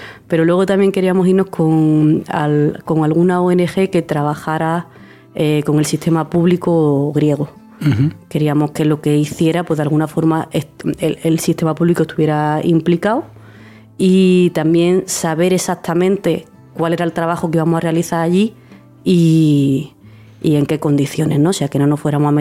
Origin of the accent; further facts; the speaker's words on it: Seville, Andalusia, Spain; now in Granada, Spain; soy sevillana, aunque llevo ya en Granada 8 años, y soy médica de familia, que vine aquí a Granada para formarme.